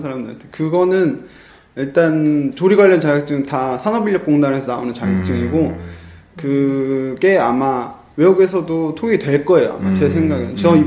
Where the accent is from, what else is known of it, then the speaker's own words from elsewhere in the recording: Cheongju, North Chungcheong, South Korea; 청주에서 저는 고향이 청주거든요. 청주에서 중학교까지 졸업을 하고